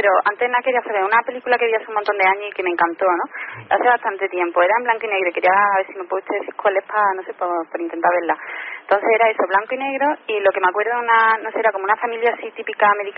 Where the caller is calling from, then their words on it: Córdoba, Andalusia, Spain; llamo de Córdoba.